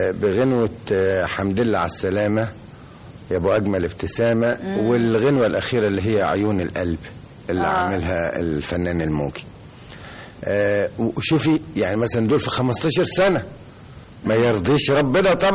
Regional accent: Upper Egypt, Egypt; وأنا صعيدي خالص

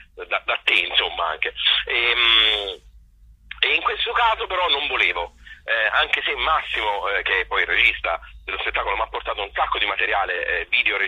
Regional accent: Tuscany, Italy; Essendo un toscano di provincia, chiaramente c'è tanto anche di me dentro

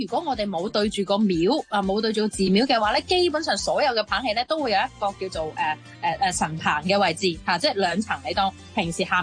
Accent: Guangdong, China; 但係即係始終呢啲都係我哋廣東人啦

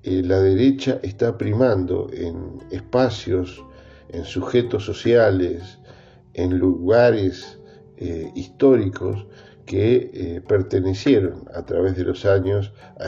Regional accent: Argentina; nos tiene que llamar la atención como latinoamericanos y como argentinos

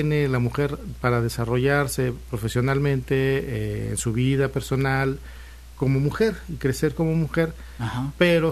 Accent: Saltillo, Coahuila, Mexico; Sí, sigo siendo de Saltillo, soy muy norteño en muchos aspectos.

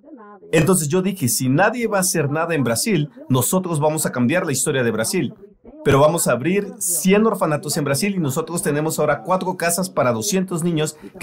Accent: Austria; Spanish is a second language; Soy austriaco, nací y crecí en Austria. Tengo casi 60 años de edad. Voy a ser 58 este año.

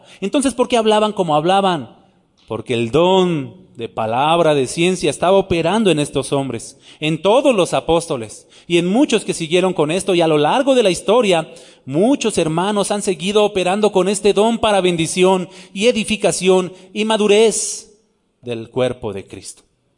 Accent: Nezahualcóyotl, State of Mexico, Mexico; Yo soy chilango también. De allá de Ciudad Neza, yo soy de Neza.

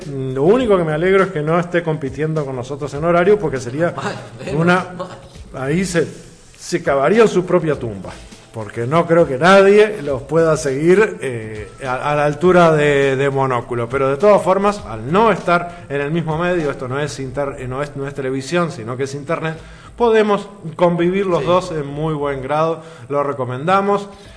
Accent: Uruguay; nosotros como uruguayos marcamos el nivel, marcamos la diferencia.

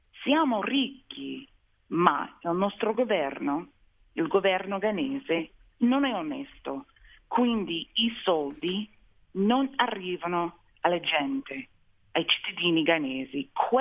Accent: London, United Kingdom; born there; accent: American; Italian is a second language; ho detto io sono americana, c'era sempre qualcun altro per dirmi no, non sei davvero americana perché sei nata a Londra. Ma se ho detto invece sono inglese, è venuta la risposta non sei davvero inglese perché guarda l'accento, è più americano

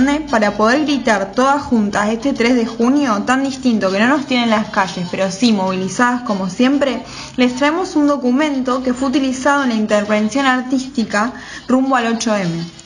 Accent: Granadero Baigorria, Santa Fe, Argentina; Las dos somos oriundas del Cordón Industrial, yo soy de Granadero Baigorria

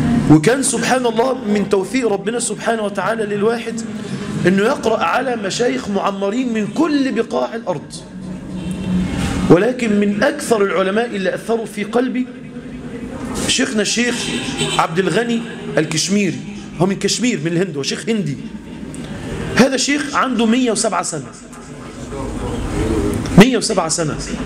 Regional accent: Egypt; يعني احنا عندنا في مصر 50-60 سنة

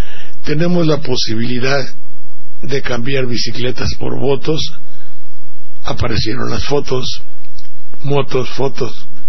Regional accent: Banderilla, Veracruz, Mexico; Luego, mi pueblo de Banderilla. Todo eso forma aquí las gentes de mi pueblo, cómo me arroparon, me despreciaron o no, me hicieron y todo

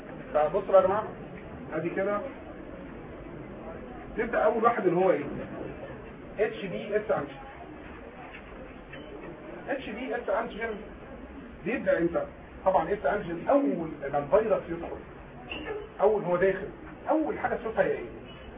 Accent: Egypt; السي ده مهم عندنا في مصر

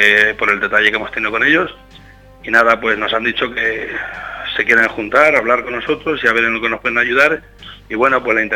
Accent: Casas Ibáñez, Castilla-La Mancha, Spain; yo hablo de mi equipo, hablo de mi pueblo. Nosotros aquí somos bastante pacíficos.

